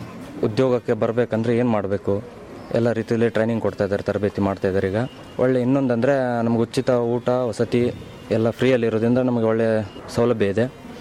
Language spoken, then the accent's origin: Kannada; Indur, Karnataka, India; ನಮ್ಮೂರು ಈ ಮುಂಡಗೋಡು ಹತ್ರ ಹಳ್ಳಿ ಇಂದೂರು.